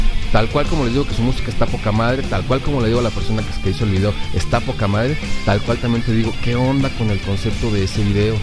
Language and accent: Spanish; Mexico; Somos mexicanos.